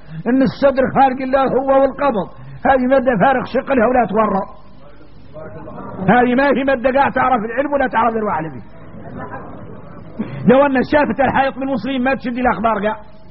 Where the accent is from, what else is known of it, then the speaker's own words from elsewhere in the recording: Mauritania; يا غار احنا موريتاني بين هذا الباطل المترسخ في قلوبنا